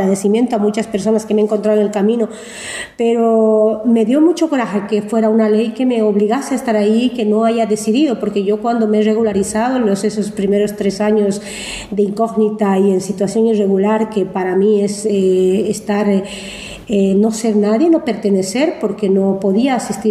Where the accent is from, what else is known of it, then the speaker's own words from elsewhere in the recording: Bolivia; moved away; Entonces así nace ese encuentro para poder compartir como mujeres bolivianas, en inicio por identidad